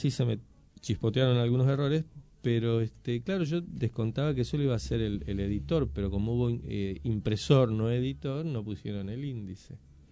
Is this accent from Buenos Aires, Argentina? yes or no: yes; Buenos Aires, Argentina; si bien soy porteño, soy hijo de gente del interior, de Santa Fe y de Neuquén.